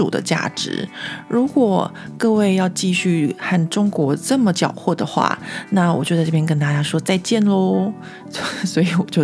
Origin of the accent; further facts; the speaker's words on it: Taiwan; 他们只是因为我是一个台湾人